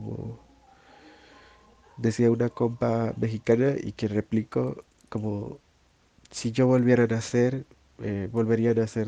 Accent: Nicoya, Guanacaste, Costa Rica; tengo 29 años. Soy costarricense, aunque disfruto mucho más decir que soy centroamericana, pero particularmente guanacasteca, nicoyana para ser exacta.

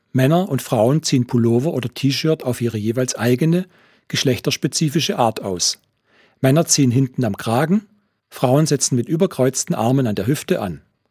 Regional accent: Baden-Württemberg, Germany; ich stamme auch aus dem Ländle, aus dem schwäbischen Teil, aus dem Gschmäckle-Teil.

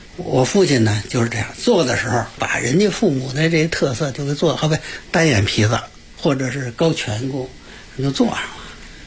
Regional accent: Tianjin, China; now in Beijing, China; 1958年呢，就国家特批，我们从天津搬到北京。

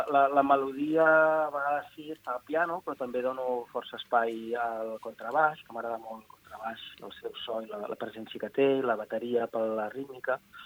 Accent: Palafrugell, Catalonia, Spain; born there; also born or lived in Berlin; now in Barcelona, Spain; Això és, vaig néixer a Palafrugell.

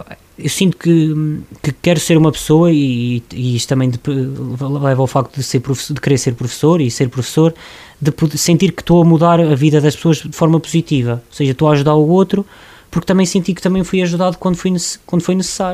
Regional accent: Oliveira, Centro, Portugal; also born or lived in Loriga; os meus pais, a minha mãe e o meu pai são de Loriga, naturais, vieram viver para Oliveira e foi sempre aqui que eu vivi, mas a minha terra e sempre será, vai ser Loriga

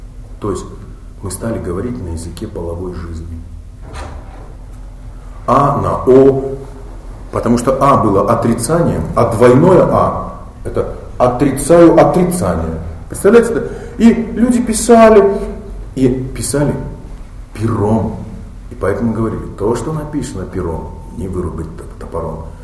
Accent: Buryatia, Russia; А как же я бурят? Мухар Шибирь, Хара Шибирь. Я могу, я там жил, я...

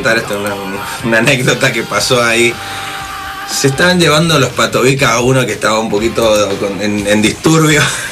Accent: Mendoza, Argentina; Venimos de Mendoza, che.

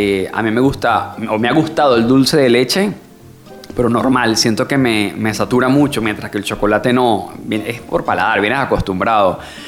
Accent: Valencia, Carabobo, Venezuela; Mi familia es caraqueña, pero yo nací, digamos que me crié en Valencia, soy valenciano.

